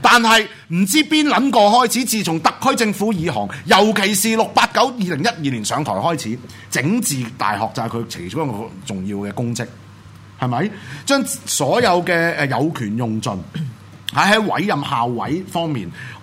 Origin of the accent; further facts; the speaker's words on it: Hong Kong; 咪好似我哋香港人一樣咯，一樣嘅啫